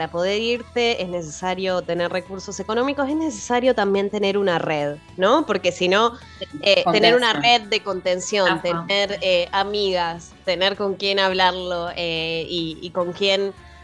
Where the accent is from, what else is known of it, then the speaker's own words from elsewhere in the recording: Lincoln, Buenos Aires Province, Argentina; nuestras invitadas de hoy son, somos de Lincoln